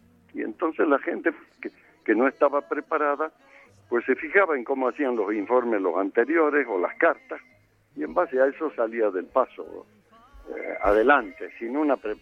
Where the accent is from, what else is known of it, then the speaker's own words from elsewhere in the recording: Salta, Argentina; la tonada, como decimos allí, en el sentido de que no la he querido corregir, ¿no? Me he mantenido salteño toda la vida y la gente ya me conoce sabiendo que soy argentino